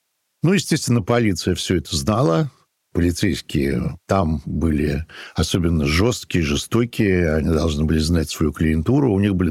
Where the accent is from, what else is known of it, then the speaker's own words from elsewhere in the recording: Saint Petersburg, Russia; Даже я помню маленьким, я вырос на Петроградской стороне в 50-60-е годы